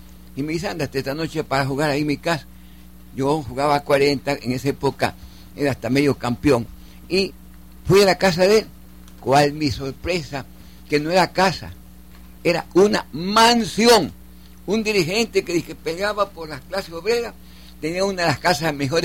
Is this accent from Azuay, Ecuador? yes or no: no; Guayaquil, Guayas, Ecuador; Entonces, no, nosotros somos guayaquileños.